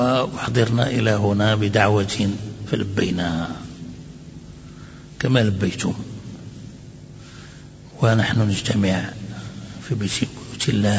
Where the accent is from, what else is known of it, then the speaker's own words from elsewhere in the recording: Morocco; أتكلم أحيانا بدارجة مغربية